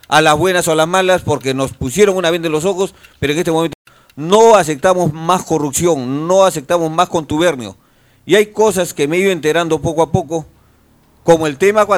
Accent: Callao, Peru; Nosotros somos chalacos y vamos a rescatar la identidad del Callao

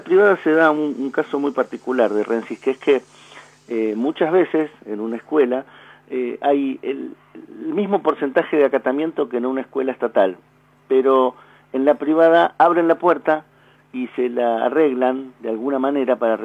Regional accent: Argentina; que somos todos lo mismo, que todos somos argentinos

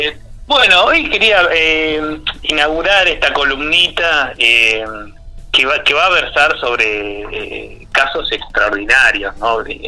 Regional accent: Córdoba, Argentina; accent: Cordoban; Claro, el acento, si yo hablo con el acento, lo que sería como un acento cordobés

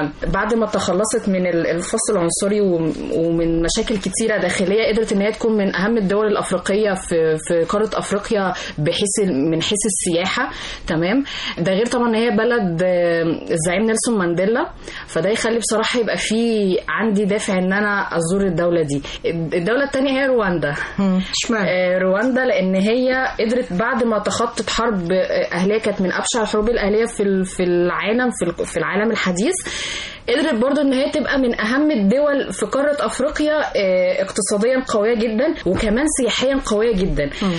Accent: Egypt; زي ما احنا عندنا في مصر احنا مثلا بنحب ناكل مثلا مع اللحمه والخضار الرز

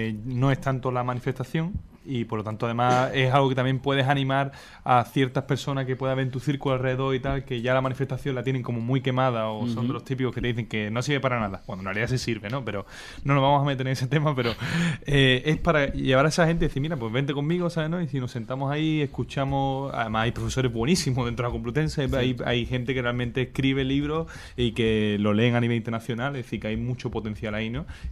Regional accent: Andalusia, Spain; y además como andaluz que soy, es el andalucismo

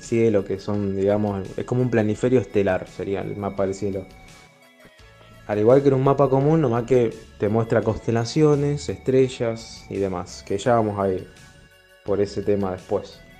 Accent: Rosario, Santa Fe, Argentina; de Rosario, continuamos con la columna de astronomía.

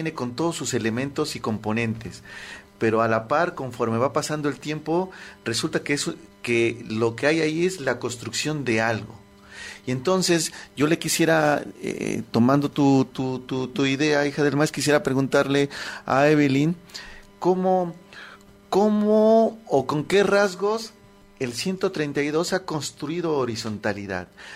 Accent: Mexico; unas muy visibles, unas que las tenemos en el ADN como mexicanos

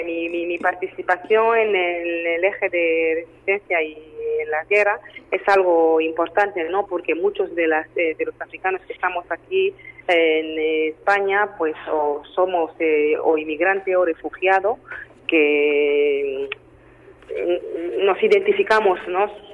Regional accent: DR Congo; Spanish is a second language; now in Spain; soy de la República Democrática del Congo.

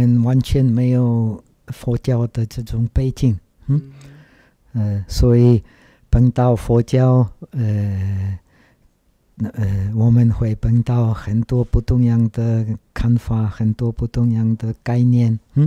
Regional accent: Czechia; Chinese is a second language; 其实我长大在捷克，捷克以前是社会主义的国家。那个时候，我们捷克人没有机会出国。

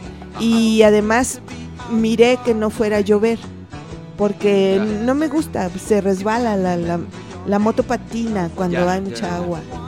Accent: Tepic, Nayarit, Mexico; No, yo soy de Tepic.

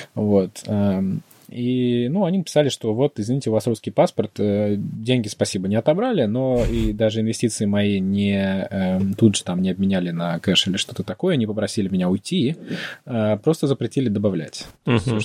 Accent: Russia; и да, я из России

